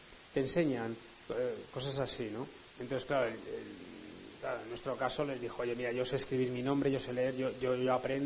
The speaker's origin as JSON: {"language": "Spanish", "town": "Zaragoza", "region": "Aragon", "country": "Spain", "said": "nosotros somos de Zaragoza, conocido por su caspa y tal"}